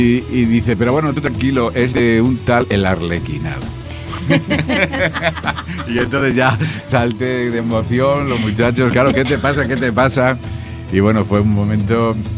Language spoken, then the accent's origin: Spanish; Salamanca, Castile and León, Spain; como salmantino para mí es un placer representar a mi ciudad.